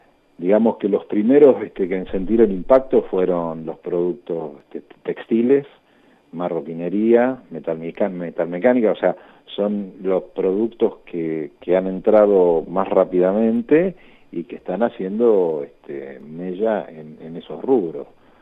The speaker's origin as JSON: {"language": "Spanish", "town": "Lanús", "region": "Buenos Aires Province", "country": "Argentina", "tie": "born or raised there", "said": "Nosotros en el distrito de Lanús, de donde yo soy oriundo, digamos, hace 60 años que vivo ahí"}